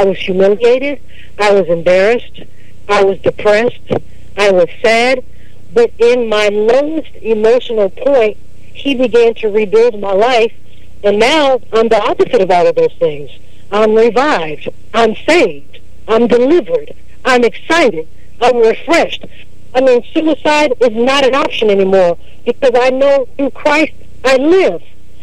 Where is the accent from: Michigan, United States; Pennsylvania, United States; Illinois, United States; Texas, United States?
Texas, United States; Houston; also born or lived in Louisiana; I'm here in Houston, Texas. I was born and raised down here. Well, I was born in Louisiana, raised in Houston, grew up in the church